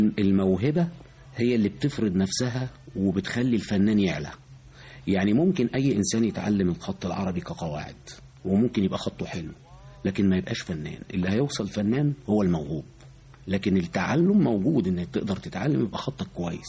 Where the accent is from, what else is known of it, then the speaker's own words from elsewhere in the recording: Egypt; احنا كمصريين بنحب الحاجة المصرية أكتر من أي بلد تانية.